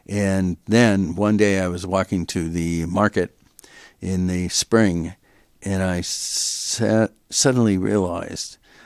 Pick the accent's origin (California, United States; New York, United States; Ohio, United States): California, United States; Los Angeles; also born or lived in San Francisco; I grew up in Los Angeles. I lived 24 years in San Francisco.